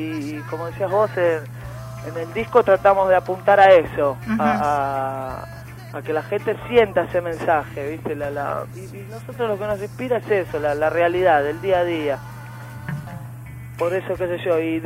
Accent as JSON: {"language": "Spanish", "town": "Chingolo", "region": "Buenos Aires Province", "country": "Argentina", "tie": "born or raised there", "said": "yo acá nací en Chingolo y me acuerdo cuando iba a la zanja de la esquina de mi casa a cazar anguilas, ranas, de poder jugar a la pelota en la puerta de mi casa."}